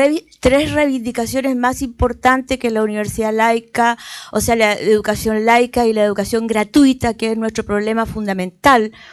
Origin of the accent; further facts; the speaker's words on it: Valparaíso, Chile; Yo vengo de Chile, particularmente de la ciudad, del puerto de Valparaíso, un puerto muy especial por cuanto quizás es la cara de un puerto pobre, muy sugestivo dentro del país